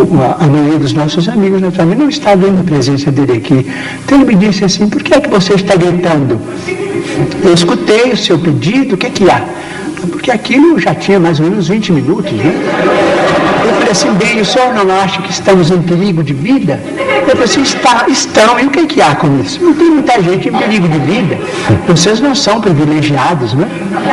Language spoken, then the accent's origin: Portuguese; Brazil; Mas quero dizer também que eu sou brasileiro e adoro o Pelé.